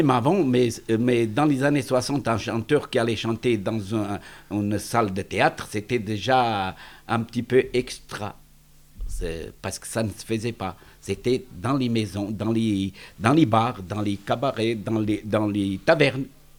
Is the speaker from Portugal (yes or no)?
yes; Portugal; born there; French is a second language; moved away; Oui, je suis né au Portugal.